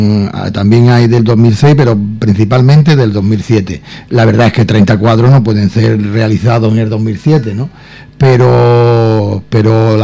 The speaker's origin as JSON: {"language": "Spanish", "town": "Ubrique", "region": "Andalusia", "country": "Spain", "tie": "born or raised there", "said": "A mí me encanta pintar mi pueblo."}